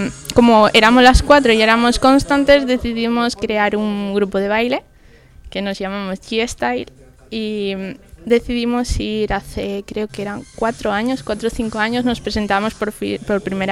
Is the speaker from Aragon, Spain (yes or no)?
yes; Aragon, Spain; tengo 25 años, soy de Zaragoza, bueno, de un pueblo de Zaragoza.